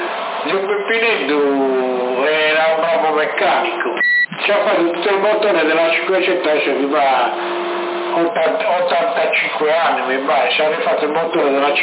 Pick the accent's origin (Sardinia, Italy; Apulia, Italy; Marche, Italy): Sardinia, Italy; Sassari; ma io sono da Sassari